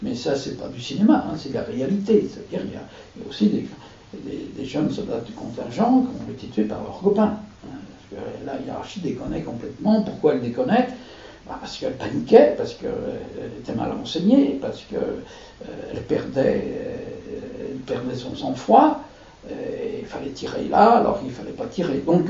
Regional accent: France; Moi, je suis français et je règle mes comptes avec le camp auquel j'appartiens.

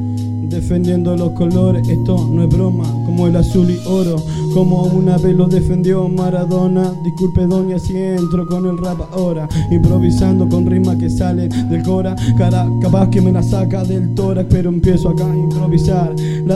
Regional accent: Argentina; Yo no soy de Puerto Rico, soy argentino

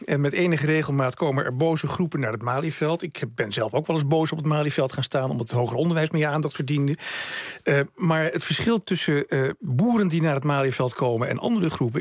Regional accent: Friesland, Netherlands; Ik ben opgegroeid in Noord-Friesland tussen de boeren.

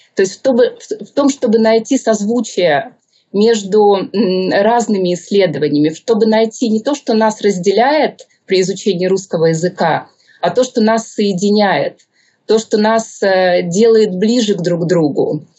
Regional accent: Saint Petersburg, Russia; Я и родилась в Петербурге, и училась там, и прожила.

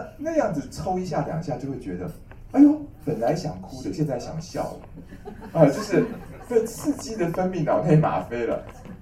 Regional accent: Taiwan; 就是我们台湾都是男生在吃甘麦大枣汤

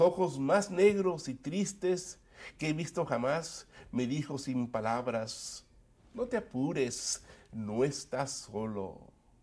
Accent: Mexico; also born or lived in California, United States; Nosotros nacimos en California, pero también me crié en México. Así que yo soy bilingüe, binacional, bicultural, soy una persona que refleja esta tremenda influencia de ambas naciones.

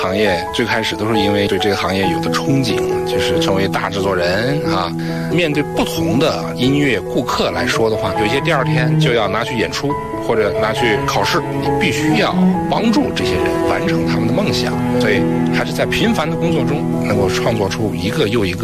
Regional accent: Anhui, China; 我是80后，我是安徽人

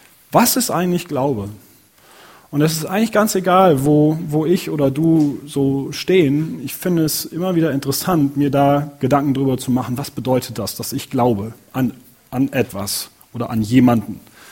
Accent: North Rhine-Westphalia, Germany; Ich selber komme aus der Nähe von Köln. Und da wird wirklich Karneval gefeiert.

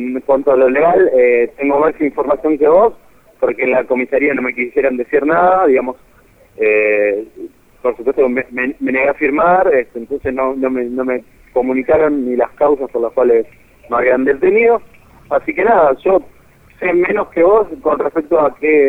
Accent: Villa Ballester, Buenos Aires Province, Argentina; De Gran Buenos Aires, de San Martín, Villa Ballester.

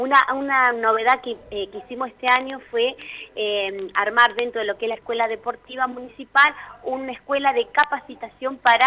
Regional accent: Toay, La Pampa, Argentina; yo soy acá de Toay

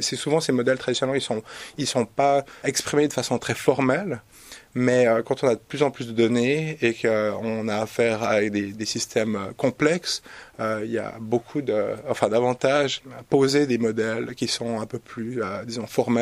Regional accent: Switzerland; je suis suisse

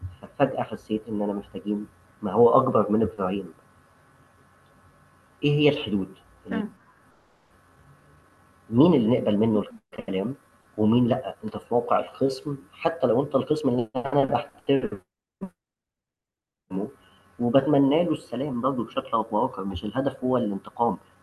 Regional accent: Egypt; وده إحنا عرفنا نعمله كمصريين أو كبلوجرز أو كناشطين عرب

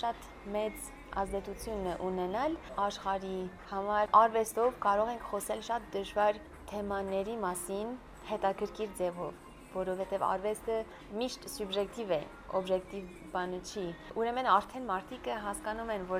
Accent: Boston, Massachusetts, United States; moved away as an adult; also born or lived in Florence, Italy; Ես ծնվել եմ Բոստոնում, այնտեղ եմ մեծացել, մամաս Ֆրանսիա հայ է ու պապաս Ամերիկա հայ էր։

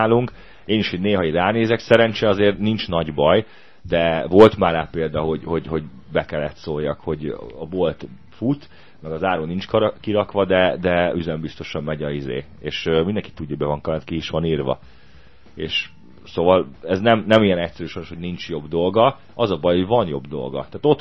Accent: Budapest, Hungary; városi gyerek vagyok, én Budapesten születtem, 4. körülbelül 15-ben nőttem föl, de szerencsére az ilyen kertvárosi rész voltak, gyümölcsfák

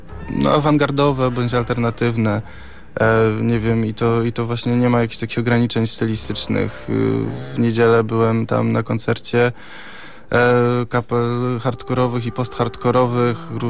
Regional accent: Gdynia, Pomeranian Voivodeship, Poland; No, ja jako gdynianin, nie oszukujmy się, urodzony i wychowany w Gdyni

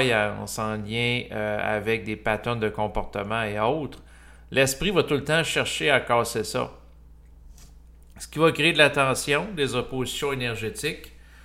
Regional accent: Quebec, Canada; accent: Québécois; Moi aussi, j'ai mon accent en passant québécois.

